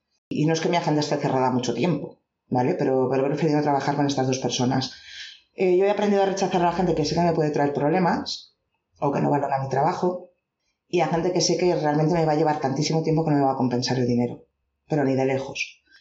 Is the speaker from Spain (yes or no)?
yes; Valencian Community, Spain; una persona que vive en mi zona, en la zona de Valencia, no hablamos como los de Madrid.